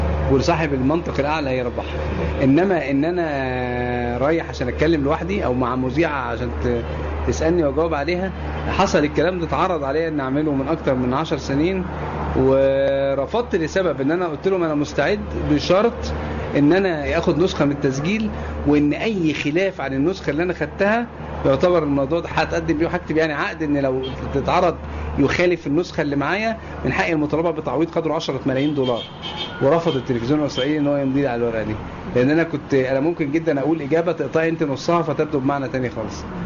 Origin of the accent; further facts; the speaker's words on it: Egypt; يعني إيه يكون إسرائيلي أنا مصري فلازم يبقى مصري يعني.